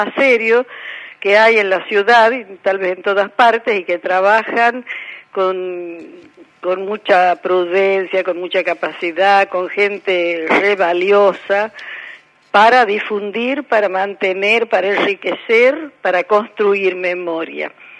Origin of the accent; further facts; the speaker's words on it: La Rioja, Argentina; somos riojanas, somos más conocidas en La Rioja